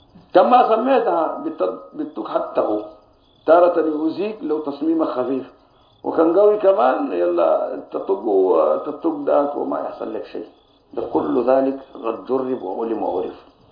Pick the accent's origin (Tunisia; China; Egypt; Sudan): Sudan; بس باب أكل الجراد ده صنع شديد حتى الآن موجود عندنا في السودان